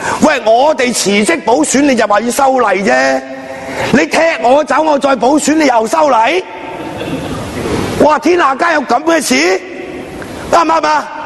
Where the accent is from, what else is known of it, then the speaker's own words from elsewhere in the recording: Hong Kong; 我哋香港人爭取一人兩票民主有一個小嘅進步向前行